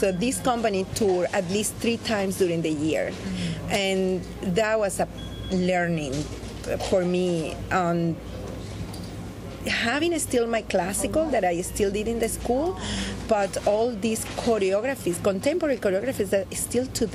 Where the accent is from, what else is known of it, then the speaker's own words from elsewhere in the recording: Venezuela; Yes, I am from Venezuela